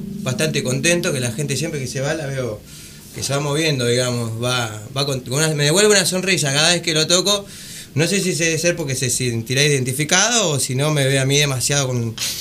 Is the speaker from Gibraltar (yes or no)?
no; San Clemente, Buenos Aires Province, Argentina; moved away; Venimos de Los Pagos Medanosos, de San Clemente. Sí, sí, vine acá fundamentalmente a estudiar.